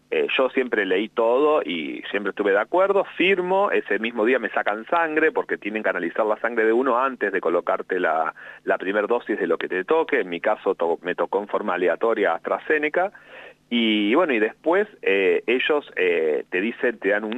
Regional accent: Santa Fe, Argentina; now in Buenos Aires, Argentina; Mira, yo vivo acá en Capital Federal, pero soy de Santa Fe. Hace 20 años que vivo acá en Capital.

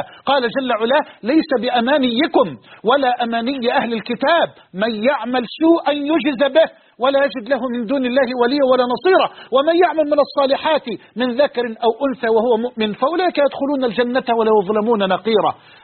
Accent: Egypt; وأسأل الله أن يجعل بلدنا مصر أمنا أمانا سخاء رخاء

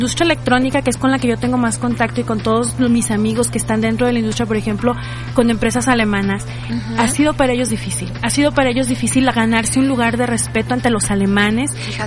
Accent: Mexico; creo que como mexicanos luego somos... esa parte de, ay, no es que lo extranjero es mejor que lo mexicano.

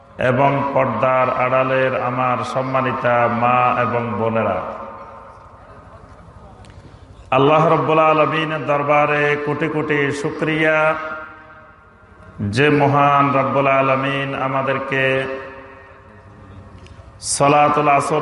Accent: Bangladesh; আমরাও এই দেশের নাগরিক, ছোটবেলা থেকে এই দেশেই লেখাপড়া করেছি, এই দেশে বড় হয়েছি

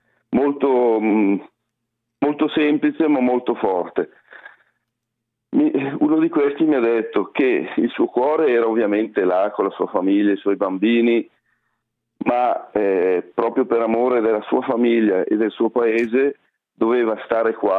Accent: Lombardy, Italy; Io poi che sono un lombardo verace

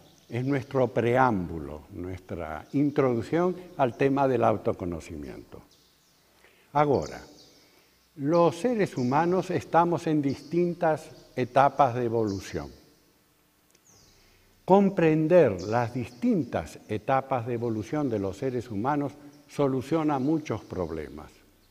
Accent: Argentina; En mi país, en Argentina, hay una ciudad frontera a la ciudad de Buenos Aires, una ciudad industrial muy importante que tiene de nombre Avellaneda. Y yo mismo moré en esa ciudad. Es una ciudad fabril

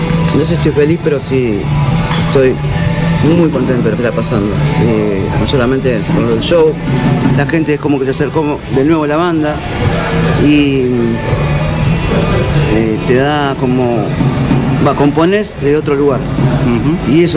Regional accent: Argentina; viste que somos así los argentinos

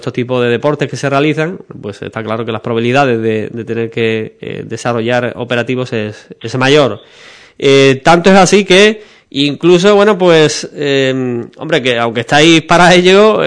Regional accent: Ubrique, Andalusia, Spain; Soy de Ubrique, la mayoría, también algunos de Villamartín

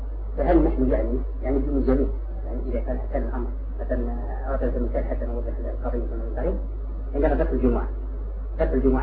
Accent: Algeria; لا أمر يتعلق بالعلم عندنا في الجزائر

